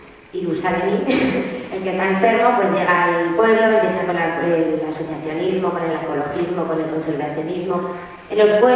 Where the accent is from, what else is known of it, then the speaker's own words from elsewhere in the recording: Murillo de Gállego, Aragon, Spain; En mi pueblo estamos afectados, Murillo de Gallego, uno de los mejores de Aragón, sino el mejor